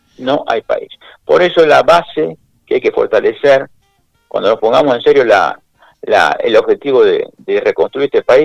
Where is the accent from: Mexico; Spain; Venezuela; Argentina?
Argentina; Así somos los argentinos.